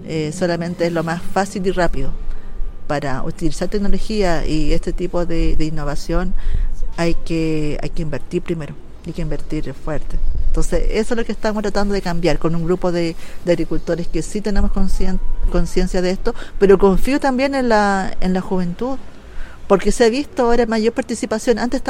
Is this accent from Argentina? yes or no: no; Arica, Arica y Parinacota, Chile; soy ariqueña, nacida y criada en Arica, de padres bolivianos. Para mí siempre ha estado marcado en las tradiciones de la cultura de mis padres, porque ellos son aymaras.